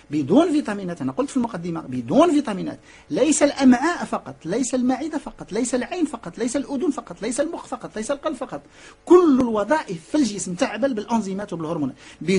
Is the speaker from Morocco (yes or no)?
yes; Morocco; عندنا في المغرب باقي ما كنعرفوش الاستهلاكات واستعمالات ديال السمك في المغرب